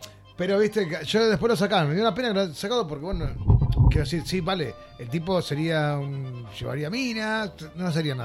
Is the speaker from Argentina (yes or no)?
yes; Lanús, Buenos Aires Province, Argentina; A ver, nosotros somos de Lanús.